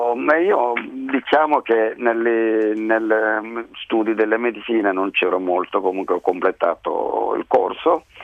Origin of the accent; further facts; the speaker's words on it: Kerala, India; moved away as an adult; now in Rome, Italy; Sono indiano del Kerala, sud occidentale, proprio sulla punta dell'India. Abbiamo aperto il ristorante 22 anni fa a Roma.